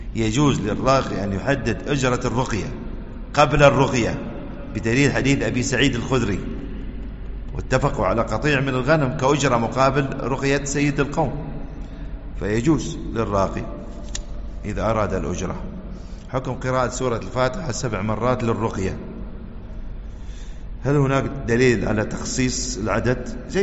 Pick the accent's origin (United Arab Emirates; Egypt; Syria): United Arab Emirates; ويحفظنا ويحفظ بلادنا الإمارات من كل سوء وفتنة